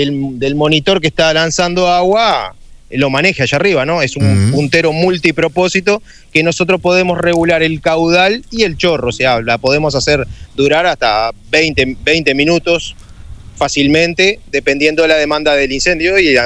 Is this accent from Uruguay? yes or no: yes; Montevideo, Uruguay; Los otros 5, que me incluyo, somos de Montevideo, vamos a estar trasladándonos también.